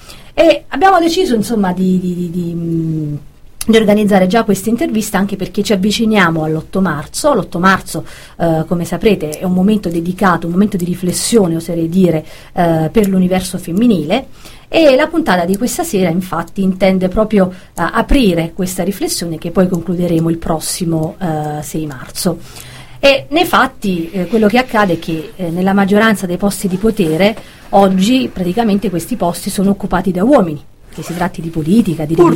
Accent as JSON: {"language": "Italian", "region": "Campania", "country": "Italy", "lives_now": "Brussels, Belgium", "said": "essendo io campana, cilentana, non napoletana, ma comunque campana, ho avuto l'onore e il piacere di conoscere qui a Bruxelles"}